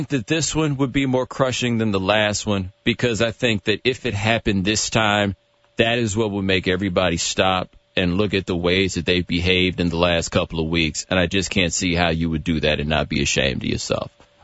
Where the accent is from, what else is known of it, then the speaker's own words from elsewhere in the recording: Texas, United States; I'm from Texas. Ain't nobody showing up just standing outside your house where I'm from.